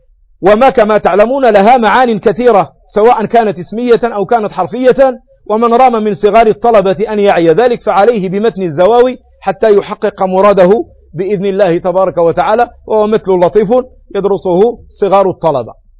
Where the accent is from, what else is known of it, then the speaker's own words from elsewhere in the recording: Morocco; وتسمى وتدعى عندنا في المغرب بالناموسة